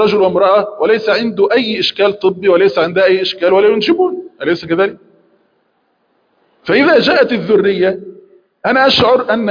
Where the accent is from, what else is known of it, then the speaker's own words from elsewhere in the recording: Egypt; عندنا في مصر يقولون مصارين البطن تتخانق